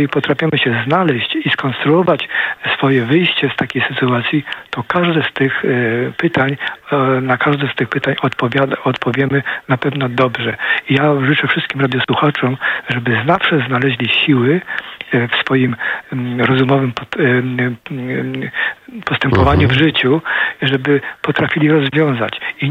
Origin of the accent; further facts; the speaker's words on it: Poznań, Greater Poland Voivodeship, Poland; also born or lived in Ottawa / Vancouver; now in Gdynia, Poland; No jestem poznaniakiem, urodziłem się w Poznaniu, mam całą rodzinę w Poznaniu.